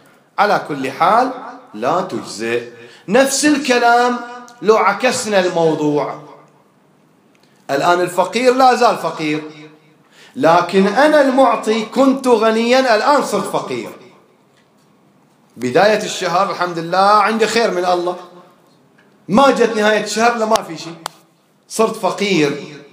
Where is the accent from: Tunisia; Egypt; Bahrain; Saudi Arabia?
Bahrain; ما هو القوت الغالب عندنا في البحرين اللي أكثر الناس تأكله؟